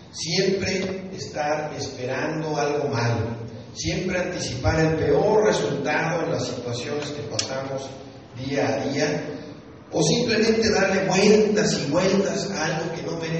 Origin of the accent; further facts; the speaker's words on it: Oklahoma, United States; Yo propiamente soy de Oklahoma, de Estados Unidos